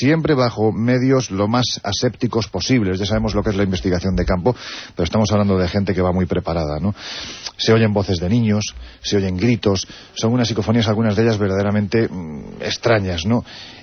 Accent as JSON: {"language": "Spanish", "region": "Andalusia", "country": "Spain", "said": "Ya sé que soy andaluz sin gracia."}